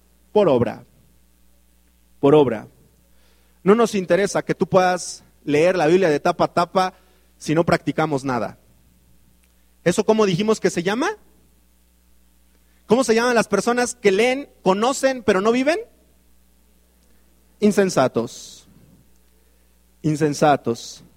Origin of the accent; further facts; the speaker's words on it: Mexico; Las estadísticas dicen que los mexicanos leemos 1.5 libros al año.